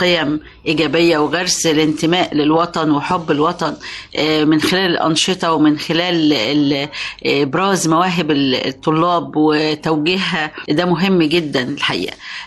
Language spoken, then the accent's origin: Arabic; Kafr El Sheikh Governorate, Egypt; عندنا في كفر الشيخ في استعدادات الحقيقة لاستقبال الولاد